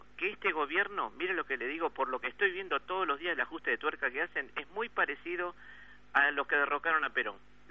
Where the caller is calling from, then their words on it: Buenos Aires, Argentina; yo soy de Capital Federal y escucho habitualmente el programa a la mañana apenas me levanto.